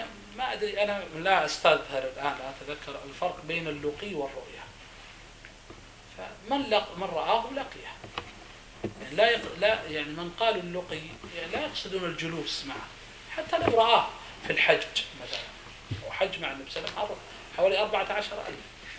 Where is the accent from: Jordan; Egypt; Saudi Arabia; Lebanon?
Saudi Arabia; إحنا مثلا عندنا في السعودية مثلا فلل، يعني الشقق عندنا قليل